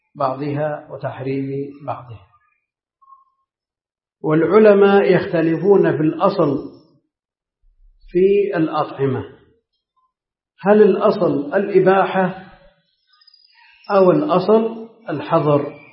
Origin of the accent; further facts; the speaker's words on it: Najd, Saudi Arabia; هي معروفة عندنا في نجد باسم السقنقور